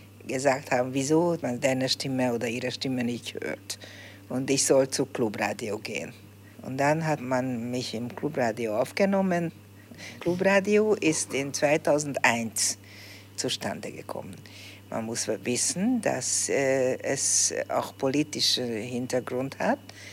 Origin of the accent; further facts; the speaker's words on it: Budapest, Hungary; German is a second language; Ich bin in Budapest aufgewachsen, immer in derselben Wohnung gelebt, von meinem zweiten Lebensjahr. Und ich bin ein wirklicher Budapester, glaube ich, eine Budapesterin.